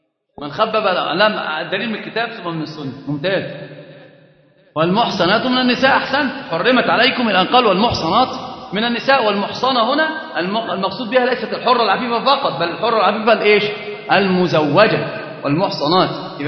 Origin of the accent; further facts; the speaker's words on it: Egypt; طبعا عندنا معروف جدا ان احنا كمصريين